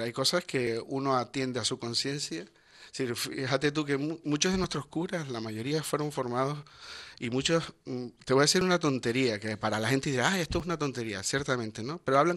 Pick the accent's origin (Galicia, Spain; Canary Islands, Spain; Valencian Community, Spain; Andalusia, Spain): Canary Islands, Spain; siempre hemos sido canarios, hemos sido cristianos y nos hemos hecho curas